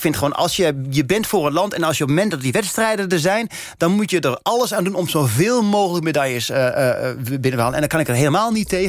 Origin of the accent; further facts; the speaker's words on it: Netherlands; Dat wij als Nederlanders zeggen, oh, het is wel goed dat er een keertje een Noor wint.